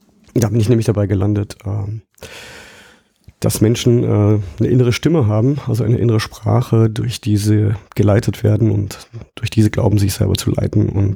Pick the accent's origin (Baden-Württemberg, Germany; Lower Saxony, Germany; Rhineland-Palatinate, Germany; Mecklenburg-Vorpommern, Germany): Baden-Württemberg, Germany; Ich komme ja aus dem Schwarzwald und landschaftlich ist das sehr schön, aber menschlich ist das unheimlich öd. Also gerade die Gegend, wo ich herkomme, die ist geprägt vom evangelischen Pietismus.